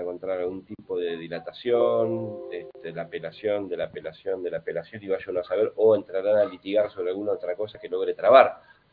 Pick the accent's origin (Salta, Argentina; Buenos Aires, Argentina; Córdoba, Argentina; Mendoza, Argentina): Buenos Aires, Argentina; no del Bolsón, yo soy de Buenos Aires.